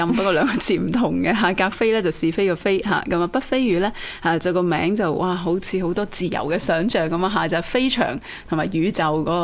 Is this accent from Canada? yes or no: no; Hong Kong; 咁但係對於我哋香港人嚟講咧，就唔會陌生噶啦。